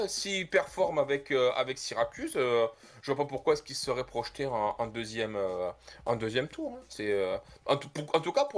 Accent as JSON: {"language": "French", "country": "France", "said": "Nous, en tant que Français, on l'aime beaucoup."}